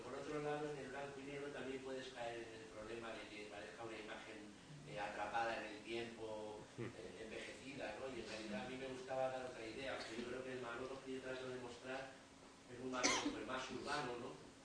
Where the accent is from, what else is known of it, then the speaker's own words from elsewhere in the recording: Spain; Era muy interesante como español, sobre todo al principio cuando iba a visitar a los curtidores